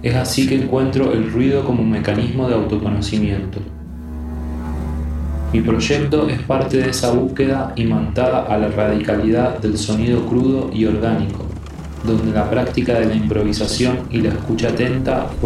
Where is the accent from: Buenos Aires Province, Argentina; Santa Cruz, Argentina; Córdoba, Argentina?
Buenos Aires Province, Argentina; Bahía Blanca; born there; now in San Juan, Argentina; nací en Bahía Blanca, sur de la provincia de Buenos Aires, y vivo en San Juan hace 10 años.